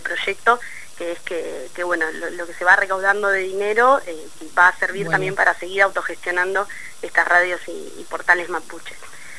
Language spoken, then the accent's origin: Spanish; Bariloche, Río Negro, Argentina; en la zona de donde yo vengo, en Bariloche